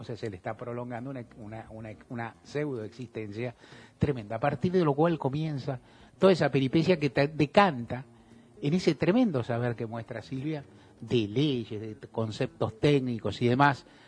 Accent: Argentina; nosotros somos argentinos, hablamos de la patria grande

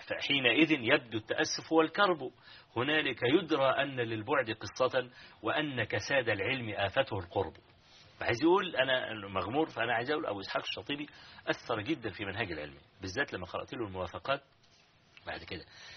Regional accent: Hawin, Kafr El Sheikh Governorate, Egypt; حويني يعني قرية قابعة كده في مركز تبع مركز الرياض في محافظة كفر الشيخ

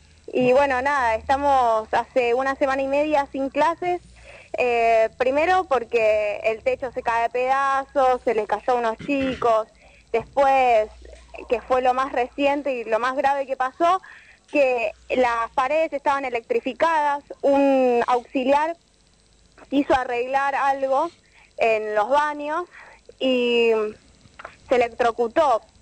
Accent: Marcos Paz, Buenos Aires Province, Argentina; en Marcos Paz, yo soy de ahí, estudio en Morón, pero soy de Marcos Paz.

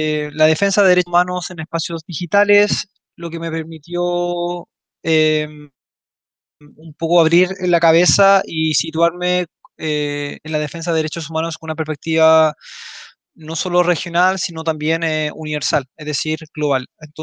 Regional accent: Chile; now in Brussels, Belgium; soy chileno, vivo actualmente en Bruselas, Bélgica

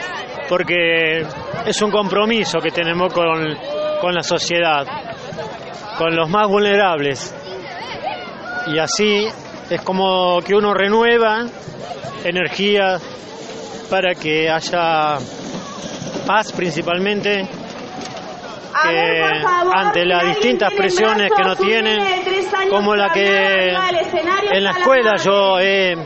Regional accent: Moreno, Buenos Aires Province, Argentina; Como vengo yo de Moreno, provincia de Buenos Aires, en donde yo vivía 9 cuadras de la escuela número 49

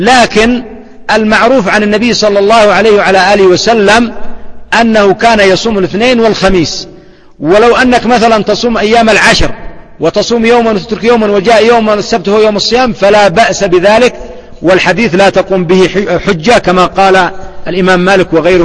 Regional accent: Yemen; كما يفعل العوام عندنا في اليمن

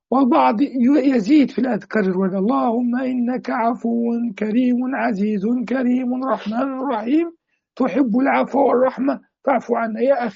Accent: Egypt; في بلاد المغرب العربي وفي بلادنا مصر

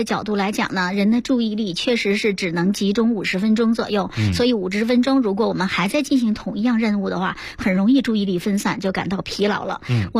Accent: China; 如果说生吃，我们中国人有很多胃肠道，他觉得受不了

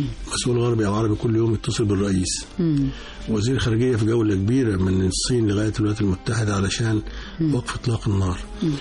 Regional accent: Egypt; مش عشان أنا مصري ولا حاجة

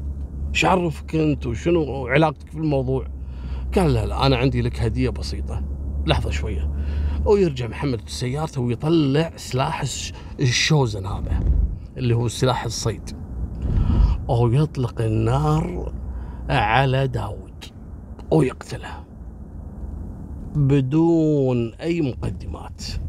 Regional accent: Kuwait; حصلت عندنا في الكويت عام 73 في شاب اسمه محمد.

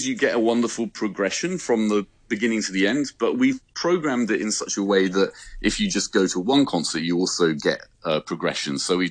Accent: United Kingdom; So despite being a Brit, I'm doing my best.

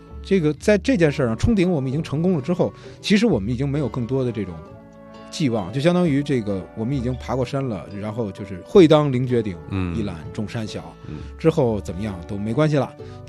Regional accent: Beijing, China; 你说我们作为土生土长的北京孩子吧，我们当年都是这老男孩，

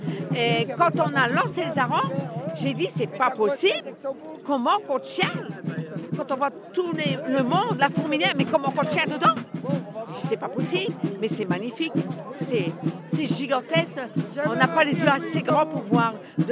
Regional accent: Saint-Pol-sur-Mer, Hauts-de-France, France; Nous, on est de Saint-Paul-sur-Mer.

